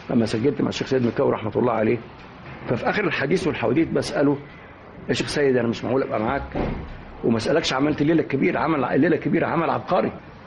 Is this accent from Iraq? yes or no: no; Egypt; فطبعا احنا كمصريين احنا كنا 5 6 اساتذه في المعهد